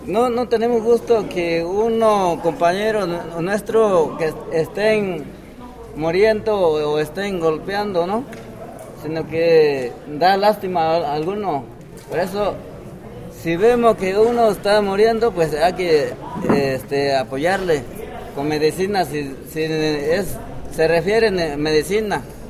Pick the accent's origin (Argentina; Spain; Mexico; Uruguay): Mexico; Citlaltepec, Guerrero; Se mencionó hace un rato que yo soy del ejido de Citlaltepec, municipio de Milatono.